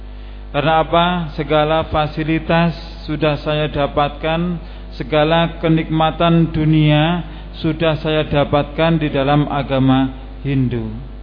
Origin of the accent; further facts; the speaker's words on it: Tabanan, Bali, Indonesia; born there; Saya lahir di Tabanan, Bali. Alhamdulillah akhirnya diajak hijrah ke Jawa Timur.